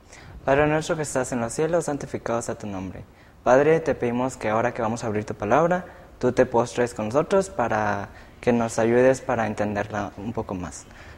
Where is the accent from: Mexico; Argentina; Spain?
Mexico; Reynosa, Tamaulipas; estudio diseño de comunicación visual y soy de Reynosa.